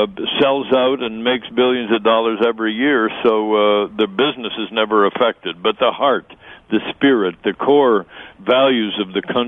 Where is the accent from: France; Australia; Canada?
Canada; now in United States; I'm a Canadian, but I'm a resident alien. Actually, not anymore. I'm now transnational.